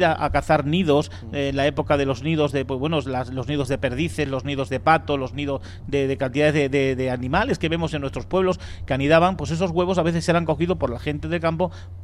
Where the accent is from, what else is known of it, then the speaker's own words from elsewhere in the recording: Extremadura, Spain; Yo siempre escuché en mi tierra, en Extremadura, a mis padres y a mis abuelos decir